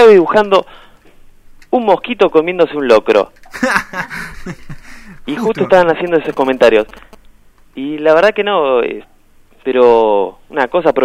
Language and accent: Spanish; Neuquén, Argentina; Sí, porque yo de chico vi en Neuquén.